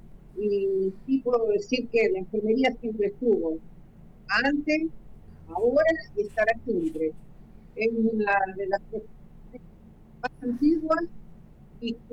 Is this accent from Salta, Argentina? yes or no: no; Gualeguaychú, Entre Ríos, Argentina; also born or lived in Buenos Aires; now in Paraná, Argentina; Yo soy entrerriana, nací en Gualeguaychú. Uh-huh. Estudié primaria y secundaria en Gualeguaychú, después terciaria, enfermería profesional en Santa Fe. Y en los 80, 79, mejor dicho, en diciembre del 79, me fui a Buenos Aires a hacer una suplencia y me quedé a vivir ahí.